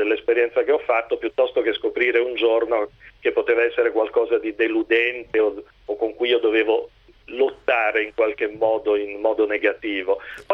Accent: Potenza, Basilicata, Italy; moved away as an adult; now in Pavia, Italy; io sono lucano, sono di Potenza, nato a Potenza, ma vivo in Lombardia, a Pavia, quando avevo 18 anni

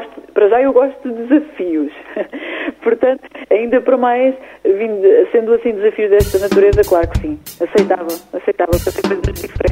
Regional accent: Leiria, Centro, Portugal; now in Corujo, Portugal; Eu sou de Leiria e neste momento vivo em Corujo.

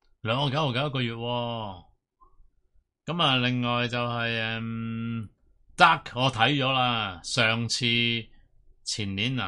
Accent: Hong Kong; 咁我諗我哋香港人都应该进化咗少少

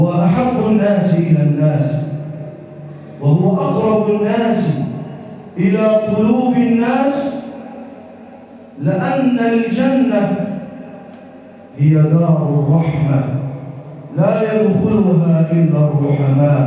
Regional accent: Egypt; واجعل بلدنا مصر راحة للأمن والأمان والسلم والسلام

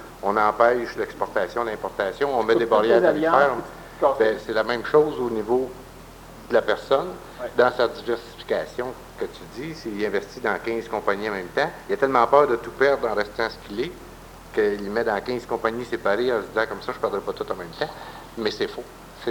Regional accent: Shawinigan, Quebec, Canada; pendant que je suis de Shawinigan pour aller à la pêche

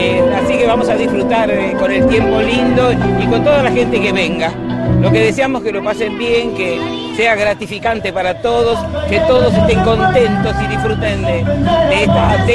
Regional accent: Uribelarrea, Buenos Aires Province, Argentina; soy de Uribe Larrea, ya residente 50 años

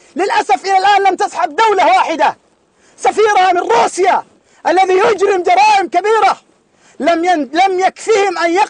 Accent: Mecca, Makkah Province, Saudi Arabia; now in Syria; أنا من السعودية من مكة، ولكن هؤلاء أهلي، تركت أهلي ومالي إلى هنا لأدافع عن هؤلاء

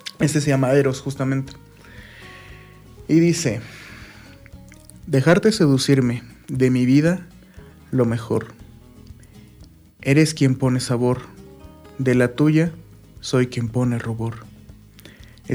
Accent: Miraflores, State of Mexico, Mexico; Abajito de Tlalmanalco.

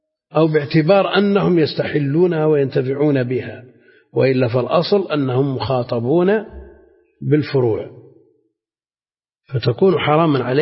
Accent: Najd, Saudi Arabia; ما يعرف عندنا في نجد مثلا

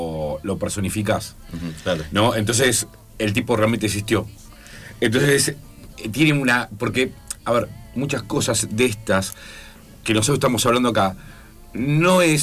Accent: Argentina; como si fuera algo que no nos corresponde a nosotros como argentinos, ¿no?

